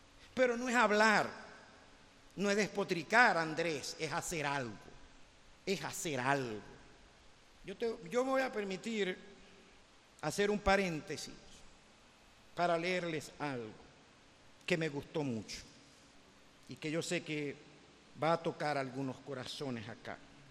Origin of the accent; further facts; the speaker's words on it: Venezuela; yo no creo que la solución de los problemas de Venezuela vengan por políticos